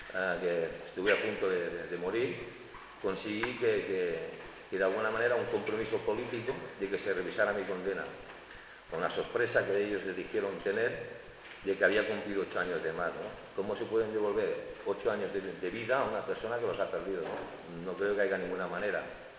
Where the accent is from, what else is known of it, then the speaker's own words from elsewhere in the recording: Barcelona, Catalonia, Spain; a lo mejor de estar de Barcelona, como es mi caso, que soy de Barcelona